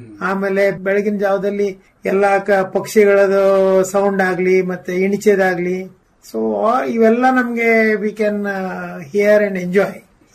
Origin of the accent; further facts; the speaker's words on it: Gadag, Karnataka, India; now in Mumbai, India; ಇಲ್ಲ ಅಂದ್ರೆ ನಮ್ಮ ಊರು ಗದಗು.